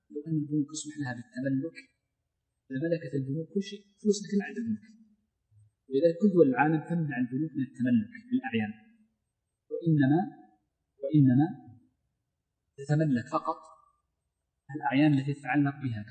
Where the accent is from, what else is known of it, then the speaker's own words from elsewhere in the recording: Saudi Arabia; المملكة عندنا في السعودية